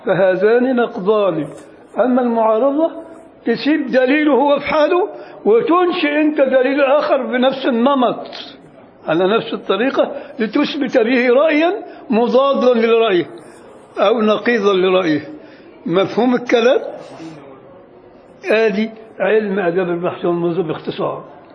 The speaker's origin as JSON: {"language": "Arabic", "town": "Beni Suef", "region": "Beni Suef Governorate", "country": "Egypt", "said": "ده مثل شعبي عندنا في بني سويف"}